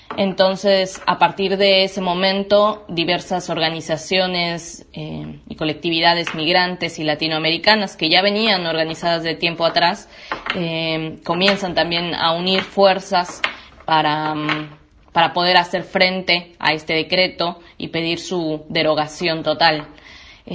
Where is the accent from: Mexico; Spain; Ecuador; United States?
Mexico; moved away as an adult; now in Argentina; soy de México y vivo acá en Argentina desde marzo de 2016, hace 3 años y medio aproximadamente.